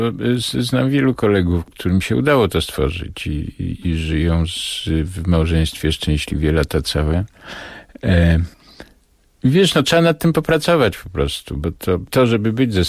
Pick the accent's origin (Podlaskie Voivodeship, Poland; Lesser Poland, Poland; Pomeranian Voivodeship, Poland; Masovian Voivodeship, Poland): Lesser Poland, Poland; Nowy Sącz; te późne lata 50., ta stara część Sądcza, w której się urodziłem, w której mieszkałem